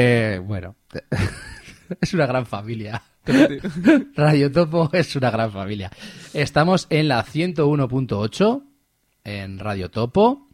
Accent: Spain; Le dije, puede ser también, soy español y gilipollas.

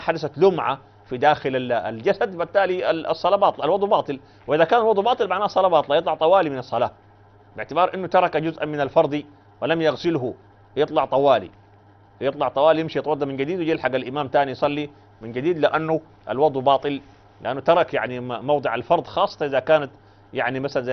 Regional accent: Sudan; دي عندنا في السودان بعيده ما يمكن اصلا يعني

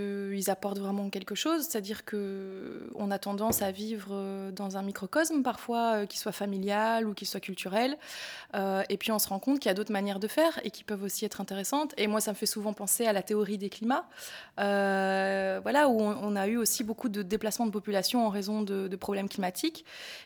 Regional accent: Belgium; C'est des choses qu'on pourrait utiliser chez nous, en Belgique, dans un climat différent, en l'adaptant, voilà.

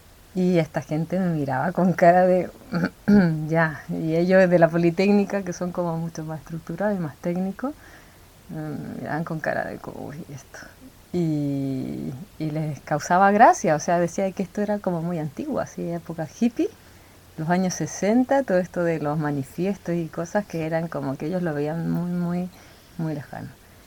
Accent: Valparaíso, Chile; born there; nací en Valparaíso y estudié en la Católica de Valparaíso. Viví y estudié una temporada larga aquí.

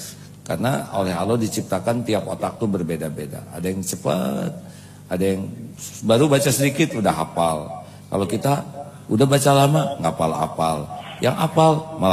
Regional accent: West Java, Indonesia; Satu, kalau saya ya, saya orang Jawa Barat nih.

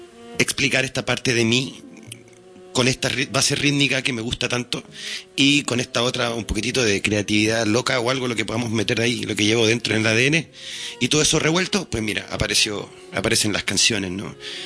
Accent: Santiago, Santiago Metropolitan, Chile; Yo también soy santiaguino y estudié pedagogía en educación musical en Playa Ancha.

